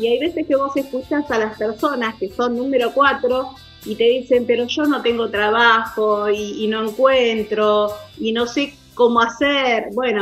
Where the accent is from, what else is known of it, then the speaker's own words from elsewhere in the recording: Argentina; Somos así, los argentinos somos de dar